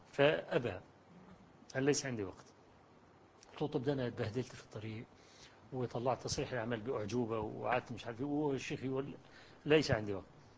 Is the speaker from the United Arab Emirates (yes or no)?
no; Egypt; وقلت له أنا جئت من مصر عشان أقابلك وإلى آخره.